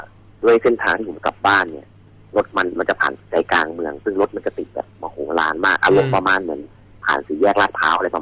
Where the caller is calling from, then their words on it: Chonburi, Thailand; อยู่ที่บ้านครับที่ชลบุรี